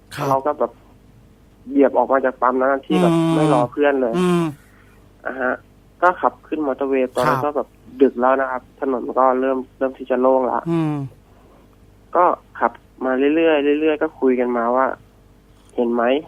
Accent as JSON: {"language": "Thai", "region": "Chanthaburi", "country": "Thailand", "said": "ผมมาเป็นคนจังหวัดจันทบุรีครับ"}